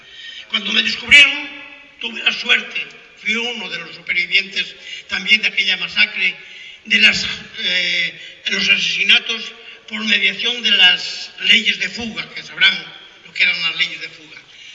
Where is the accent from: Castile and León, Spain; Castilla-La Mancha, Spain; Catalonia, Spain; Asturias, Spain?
Castile and León, Spain; la parte de León, del Bierzo, yo soy del Bierzo